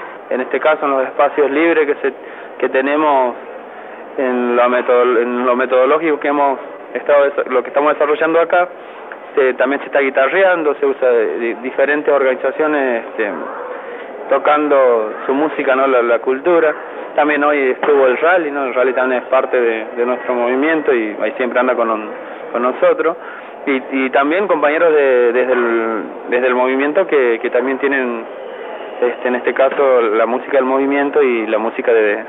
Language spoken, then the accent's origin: Spanish; Santiago del Estero, Argentina; soy de Santiago, el Movimiento Campesino Santiago del Estero